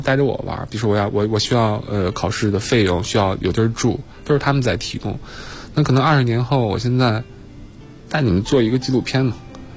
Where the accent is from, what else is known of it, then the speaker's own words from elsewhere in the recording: Inner Mongolia, China; now in Beijing, China; 有一年我回家，因为我老家是内蒙嘛